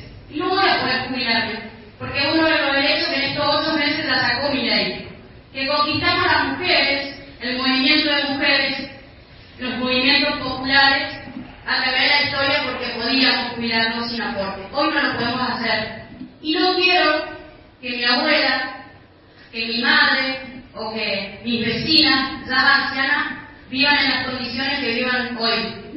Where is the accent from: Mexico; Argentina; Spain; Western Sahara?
Argentina; Chaco; como ciudadanos argentinos y como ciudadanos chaqueños.